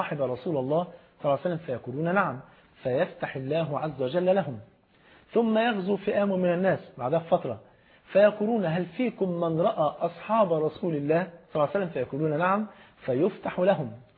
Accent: Egypt; المثل عندنا في مصر بيقول اختار الجار قبل الدار

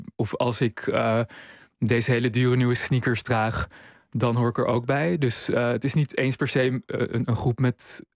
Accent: Amsterdam, North Holland, Netherlands; Nou, ik ben zelf opgegroeid in Amsterdam en ik studeerde tijdens de crisisjaren.

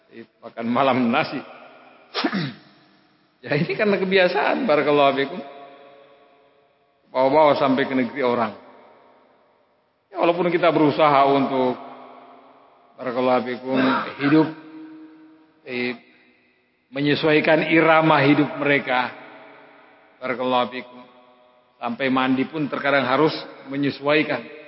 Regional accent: Indonesia; Kita ini dari Indonesia

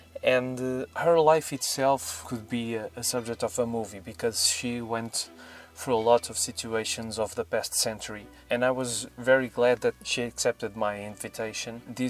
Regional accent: Portugal; I'm from Portugal

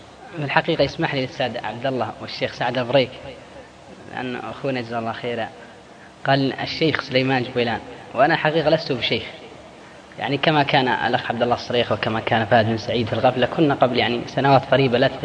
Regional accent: Al-Qassim, Saudi Arabia; تلقى الواحد عندنا في القصيم قاعد بين بريدة وعنيزة

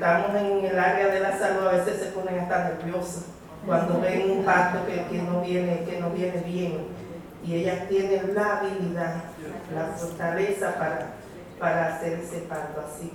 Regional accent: Dominican Republic; de la República Dominicana, del Caribe.

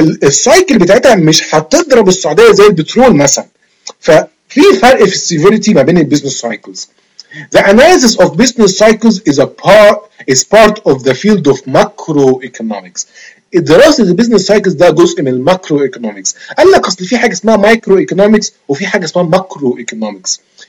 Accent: Egypt; moved away; انا مثلا دلوقتي انا قاعد بره مصر، هل انتاجي يخش في الجي دي بي عشان انا مصري وابويا مصري؟

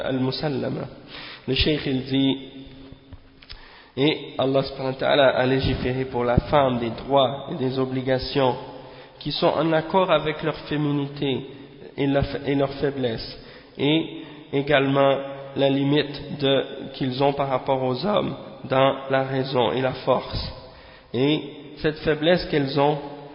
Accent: Montreal, Quebec, Canada; dans un quartier à Montréal, c'est-à-dire à Montréal Nord. Hein. Et bien entendu, c'est là que j'ai grandi, à Montréal Nord

